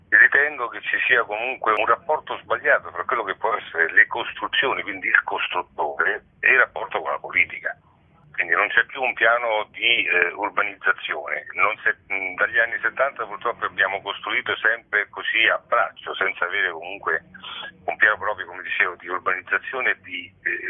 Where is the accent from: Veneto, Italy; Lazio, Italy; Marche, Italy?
Lazio, Italy; Rome; Io sono nato e abito a Monteverde